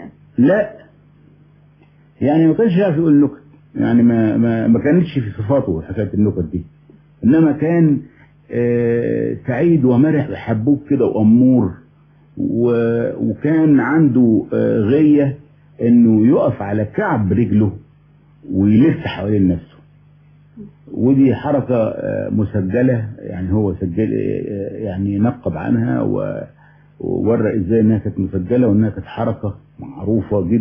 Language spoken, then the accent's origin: Arabic; Egypt; هو أنا أولا مصري الجنسية